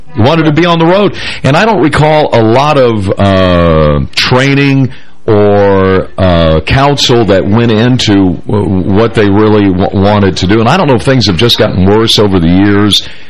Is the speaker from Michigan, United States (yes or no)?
yes; Michigan, United States; also born or lived in Kentucky; because I grew up in Michigan, and of course my father retired from General Motors and moved us to the great state of Kentucky